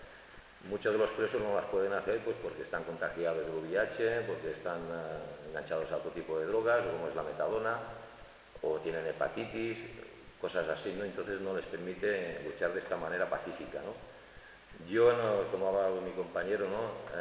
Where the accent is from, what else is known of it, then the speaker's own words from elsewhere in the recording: Barcelona, Catalonia, Spain; a lo mejor de estar de Barcelona, como es mi caso, que soy de Barcelona